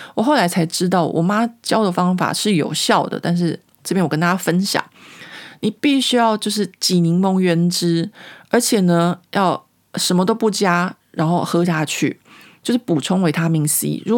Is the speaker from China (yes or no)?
no; Taiwan; now in France; 我就说，哦，我从台湾来的。